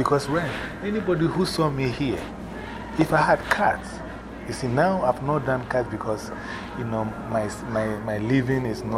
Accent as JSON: {"language": "English", "region": "New York", "country": "United States", "said": "So, yeah, we're from New York. We got techniques."}